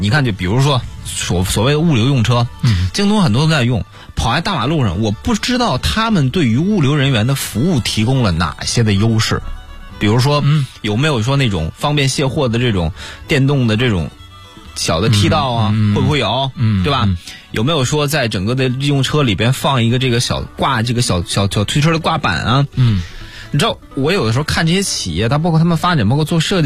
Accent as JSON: {"language": "Chinese", "region": "Northeast China", "country": "China", "tie": "born or raised there", "said": "我觉得我老家东北的，我多多少少有点发言权。其实我们东北人啊"}